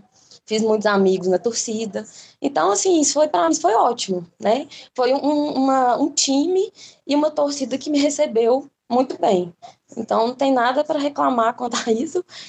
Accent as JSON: {"language": "Portuguese", "town": "Lagoa da Prata", "region": "Minas Gerais", "country": "Brazil", "said": "Então, eu morava no interior, né, eu sou de Lagoa da Prata"}